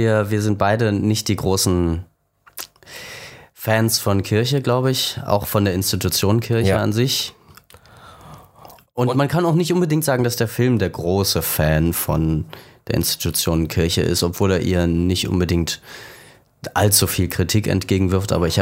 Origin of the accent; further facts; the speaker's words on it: East Germany, Germany; wir sind in der DDR religionsfrei aufgewachsen.